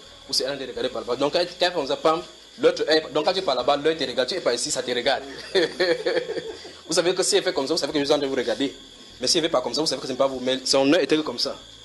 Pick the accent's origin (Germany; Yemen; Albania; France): France; born there; c'est que je suis né en France.